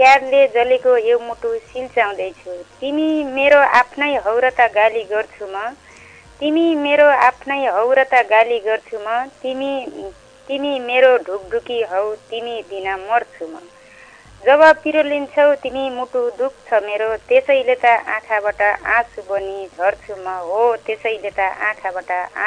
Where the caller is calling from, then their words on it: Pyuthan, Lumbini Province, Nepal; म मान्छे त प्युठानको है अहिले दाङको लवाईदेखि